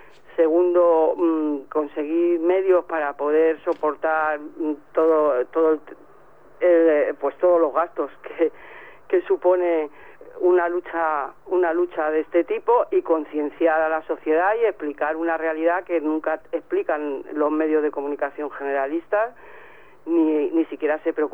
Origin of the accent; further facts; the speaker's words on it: Madrid, Community of Madrid, Spain; porque yo soy de Vallecas, y que somos muy resistentes